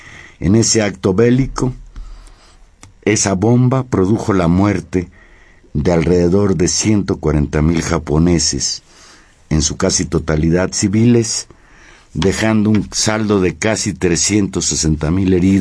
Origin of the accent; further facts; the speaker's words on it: Mexico City, Mexico; me duele más porque soy vecino de la Narvarte desde cuando era niño